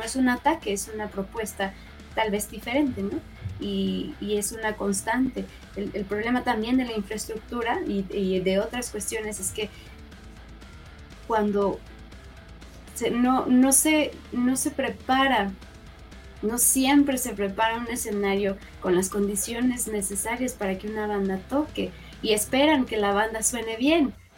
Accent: Mexico; Somos mexicanos y nuestra propuesta musical está siendo influenciada por muchos

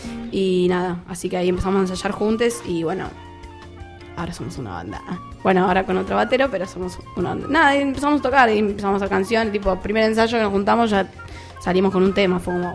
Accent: Avellaneda, Buenos Aires Province, Argentina; De Avellaneda. Zona sur.

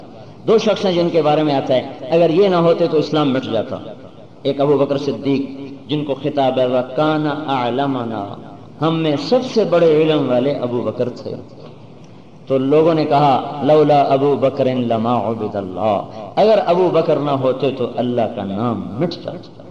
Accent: Multan, Punjab, Pakistan; میں نے کہا پاکستان سے ہوں. پاکستان میں کہاں سے ہیں؟ میں نے کہا ملتان سے ہوں.

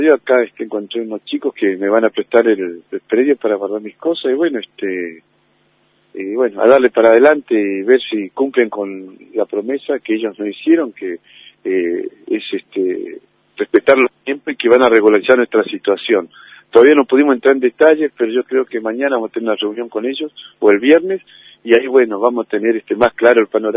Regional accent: Tierra del Fuego, Argentina; now in Río Negro, Argentina; mis nietos son rionegrinos, tengo familia rionegrina y bueno, yo soy oriundo de Tierra del Fuego, pero vine hace mucho tiempo acá y me encariñé con este lugar, me gustó.

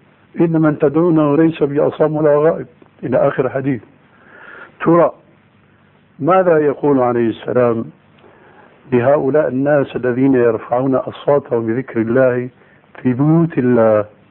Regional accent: Syria; لكن نوبات مستعملة عندنا في سوريا وهي أنسب لهم

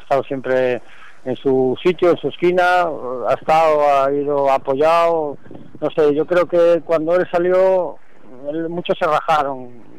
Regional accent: Santander, Cantabria, Spain; now in A Coruña, Spain; llevo 20 años en Coruña, o sea, yo desde que salí de Santander ya perdí contactos, ¿no?

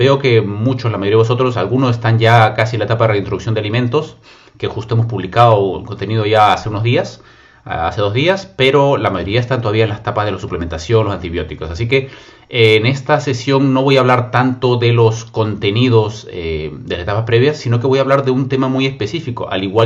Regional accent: Peru; decían en mi país, en Perú, sábado chico.

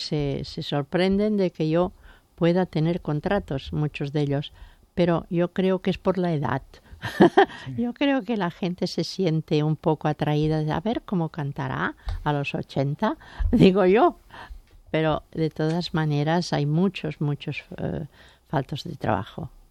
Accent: Barcelona, Catalonia, Spain; born there; Cataluña es algo maravilloso porque es donde yo nací

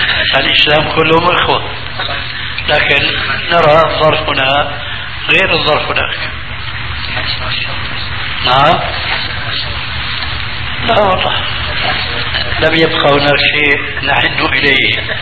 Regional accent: Albania; now in Jordan; وأنه ذكر له أنه عندنا في الأردن رجل من عندكم يعني لي، ففرح ذلك حينما سمع بأن هناك رجل من ألبانيا

